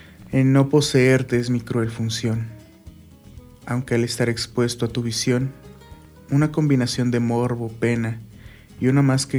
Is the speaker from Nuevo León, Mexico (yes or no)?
no; Miraflores, State of Mexico, Mexico; Abajito de Tlalmanalco.